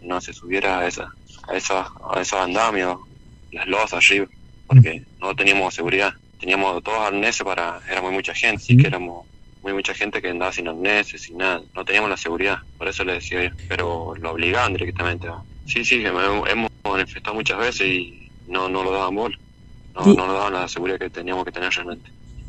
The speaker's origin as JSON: {"language": "Spanish", "town": "La Dormida", "region": "Mendoza", "country": "Argentina", "said": "Bueno, nosotros somos de Mendoza, Santa Rosa, La Dormida."}